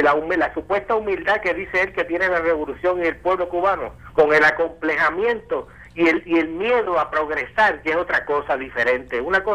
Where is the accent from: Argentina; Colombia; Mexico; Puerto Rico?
Puerto Rico; Yo como puertorriqueño también